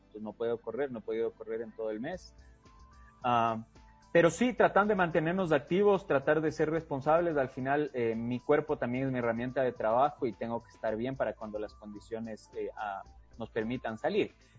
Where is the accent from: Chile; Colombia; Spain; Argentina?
Chile; Yo crecí en Chile muchos años de mi vida, mi mamá es de allá